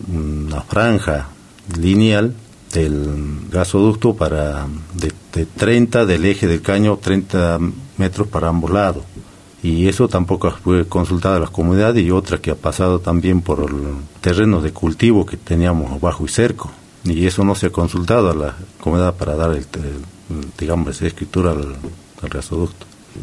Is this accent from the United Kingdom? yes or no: no; Argentina; Aquí todos somos argentinos